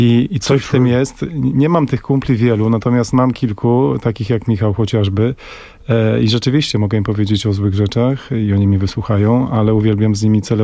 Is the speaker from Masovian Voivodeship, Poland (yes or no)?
yes; Warsaw, Masovian Voivodeship, Poland; Macet, czyli mój kumpel, z którym się wychowałem na warszawskim Brudnie